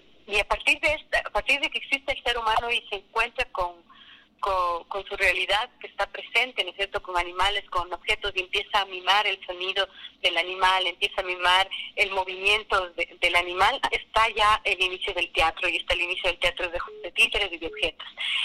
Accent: Ecuador; nosotros como cultura, como ecuatorianos, tenemos varias, las muñecas de trapo que están muy cercanas a nosotros

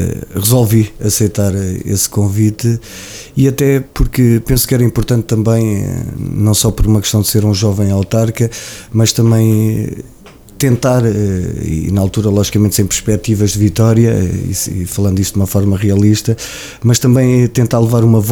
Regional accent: Oliveira do Hospital, Coimbra, Portugal; é o orgulho de ser oliveirense, e a qualquer lado que eu vá faço questão de dizer que sou de Oliveira Hospital, sou de um puro, entre aspas, também serrano

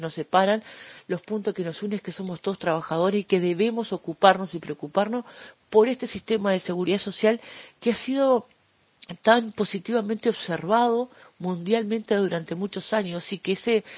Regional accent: Uruguay; Hoy es nuestra responsabilidad como trabajadores, como ciudadanos uruguayos

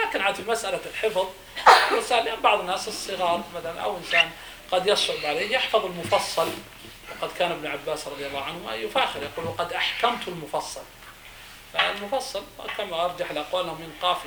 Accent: Saudi Arabia; إحنا مثلا عندنا في السعودية مثلا فلل، يعني الشقق عندنا قليل

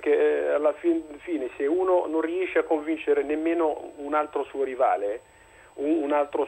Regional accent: Morocco; now in Italy; Io sono di origine marocchina

